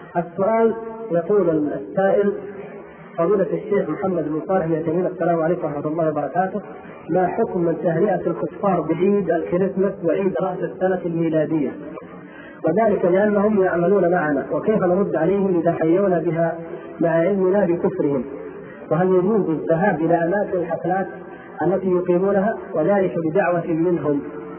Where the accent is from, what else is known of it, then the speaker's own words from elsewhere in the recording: Mecca, Makkah Province, Saudi Arabia; بلادي مكة والحمد لله بجوارها